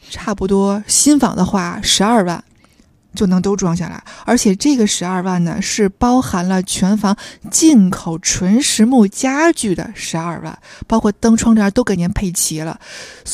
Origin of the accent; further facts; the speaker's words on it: Tianjin, China; now in Beijing, China; 我因为我天津人嘛，我们天津也有全包园嘛，我天津的叔叔家我奶奶家都是在全包园装的